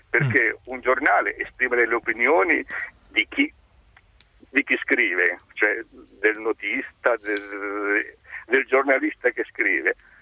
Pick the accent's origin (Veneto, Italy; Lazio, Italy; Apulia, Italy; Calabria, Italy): Calabria, Italy; Reggio Calabria; Io sono originario della Calabria, sì, di Reggio Calabria